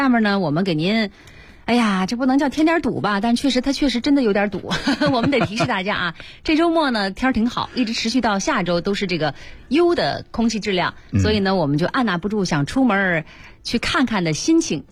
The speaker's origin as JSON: {"language": "Chinese", "region": "Beijing", "country": "China", "said": "咱们北京人啊"}